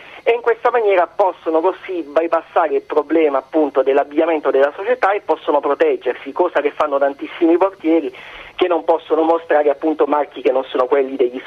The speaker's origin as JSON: {"language": "Italian", "town": "Taranto", "region": "Apulia", "country": "Italy", "said": "Siamo di Taranto, proprio Taranto città."}